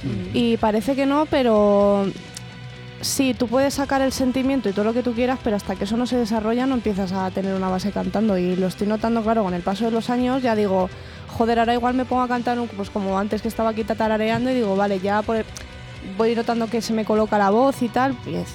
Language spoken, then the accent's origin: Spanish; Community of Madrid, Spain; Ay, soy madrileño burgalesa.